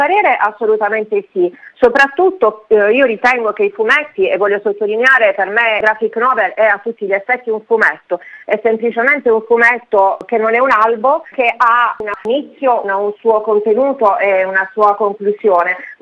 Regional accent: Apulia, Italy; dico con una punta di orgoglio, essendo pugliese, che proprio dalla Puglia è cominciato questo processo

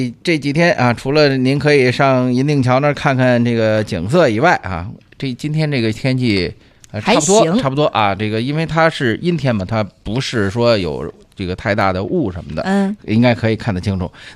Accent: Beijing, China; 作为咱们北京人那肯定是特别的骄傲

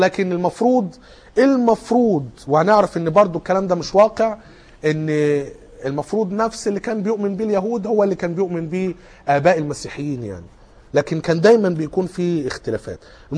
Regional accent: Cairo, Cairo Governorate, Egypt; ايه مشهور عندنا في القاهرة لكن يمكن هنا في مطروح مش فيه

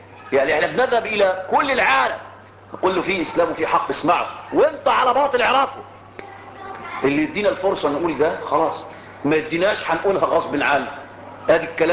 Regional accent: Egypt; انا مصري فلي مصر وليا ارض،

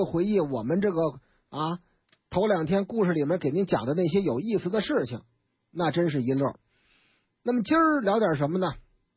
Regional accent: Beijing, China; 咱们生在北京，长在北京，这是咱们自己的城市啊，

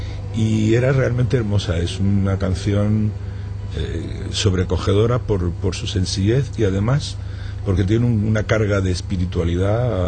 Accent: Granada, Andalusia, Spain; born there; No, yo nací en Granada.

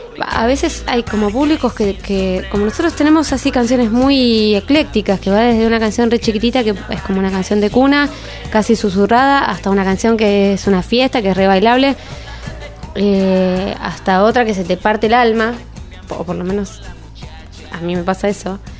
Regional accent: Buenos Aires, Argentina; no nacimos en el campo y qué sé yo, no ni en el interior, o sea, nacimos en Buenos Aires, en un barrio

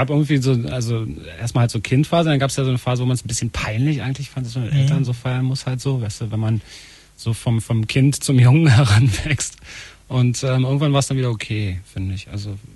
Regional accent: Germany; Klar, ich bin Deutscher, bin.

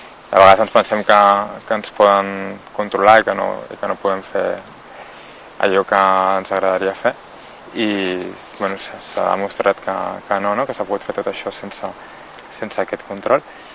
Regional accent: Vilanova i la Geltrú, Catalonia, Spain; born there; now in Barcelona, Spain; vaig néixer a Vilanova i la Geltrú, ara fa 32 anys. I bueno, fa dos o tres anys aquí a Barcelona, que és on he viscut els darrers 10 anys

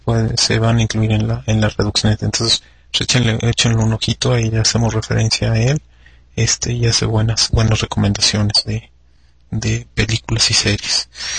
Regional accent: Mexico; Soy más mexicano que nopal, y entonces pues, comí nopales y frijoles, entonces pues mi pronunciación salió con un acento así chido, ¿no?

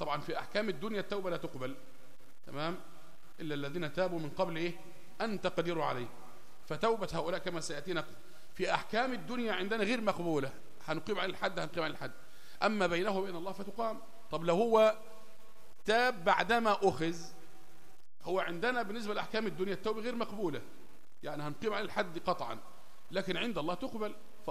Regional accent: Egypt; يعني مثلا عندنا في مصر مثلا هنا لما تطلب من واحد حاجة يقول لك إيه ماشي

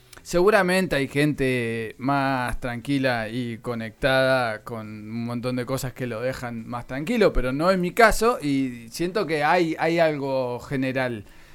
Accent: Buenos Aires, Argentina; quienes venimos de Buenos Aires o quienes venimos de ciudades grandes

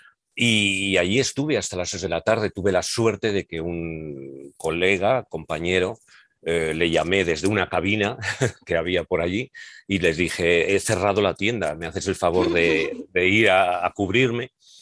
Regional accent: Alcalá de Henares, Community of Madrid, Spain; yo ya antes había empezado a hacer teatro en mi ciudad. Yo soy de Alcalá de Henares, como sabéis

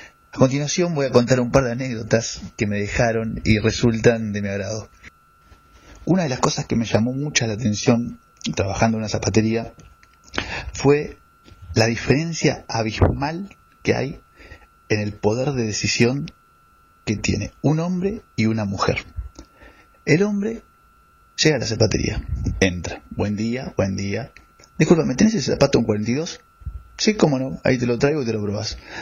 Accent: Neuquén, Argentina; now in Buenos Aires, Argentina; tengo 28 años, soy de Neuquén y hace casi 2 meses llegué a la hermosa ciudad de Buenos Aires.

